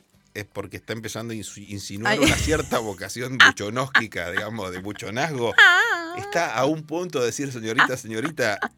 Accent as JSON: {"language": "Spanish", "town": "Lincoln", "region": "Buenos Aires Province", "country": "Argentina", "tie": "born or raised there", "said": "el aniversario de la fundación de mi pueblo, la ciudad de Lincoln."}